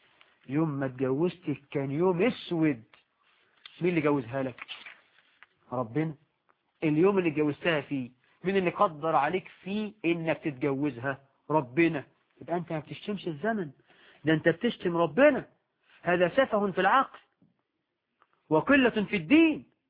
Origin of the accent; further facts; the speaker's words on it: Egypt; فأمثالنا احنا كمصريين يقولوا